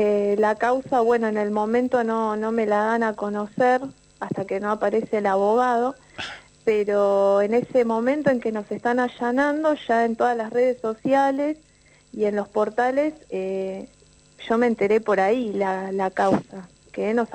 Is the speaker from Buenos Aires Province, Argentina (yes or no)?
yes; Mar de Ajó, Buenos Aires Province, Argentina; born there; Yo nací acá en Mar de Ajó.